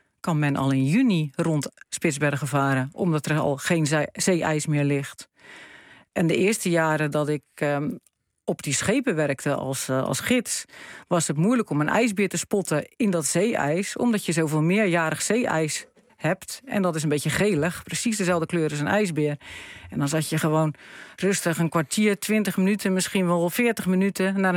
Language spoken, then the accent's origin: Dutch; Randstad, Netherlands; Ik kom natuurlijk uit de Randstad, uit Nederland. Alles is hier maakbaar.